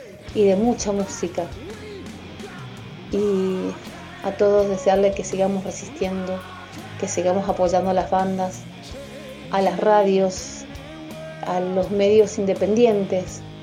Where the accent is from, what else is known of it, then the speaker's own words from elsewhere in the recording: Mendoza, Argentina; Soy de Mendoza y quiero mandar un gran saludo desde la Tierra del Sol y del Buen Vino